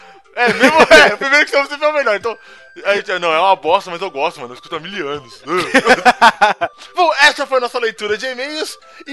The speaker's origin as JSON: {"language": "Portuguese", "region": "Paraná", "country": "Brazil", "said": "tenho 19 anos, sou de PR."}